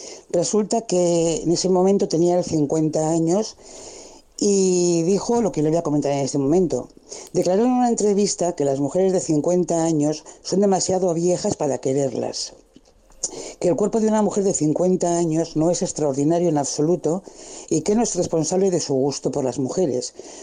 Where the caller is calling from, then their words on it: Bilbao, Basque Country, Spain; de Bilbao y le voy a comentar una cosa que me ha ocurrido hoy.